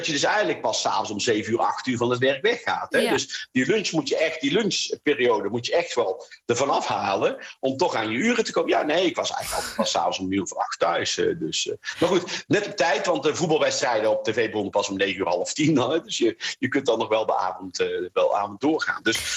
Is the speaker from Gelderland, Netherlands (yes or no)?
no; North Brabant, Netherlands; Dus ik ben een Brabander, dat scheelt denk ik ook nog wel.